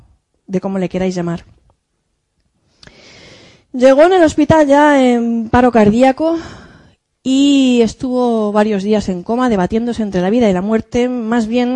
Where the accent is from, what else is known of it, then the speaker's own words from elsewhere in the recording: Valencian Community, Spain; Vive en un pequeño pueblo de La Romana, de 1.500, 2.000 habitantes, casi al lado de mi pueblo. Y como todos los de mi comarca, se dedica a la viña, a la uva de mesa con denominación de origen.